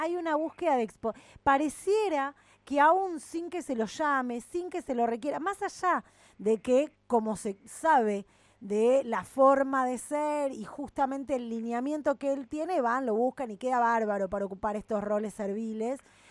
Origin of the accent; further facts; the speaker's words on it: Argentina; a nosotras como argentinos, ¿en qué lugar nos deja?